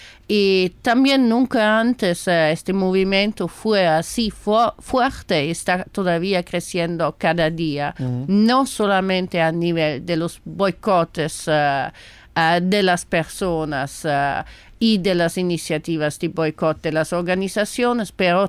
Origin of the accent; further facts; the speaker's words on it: Italy; now in Palestine; Sí, italiana de origen, pues en el 2002, durante la segunda intifada, fui en Palestina